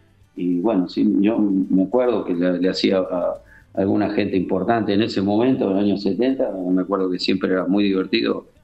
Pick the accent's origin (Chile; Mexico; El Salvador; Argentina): Argentina; Lanús, Buenos Aires Province; also born or lived in Avellaneda; Me crié en Lanús, digamos, viví prácticamente siempre en Lanús, aunque nací en Avellaneda.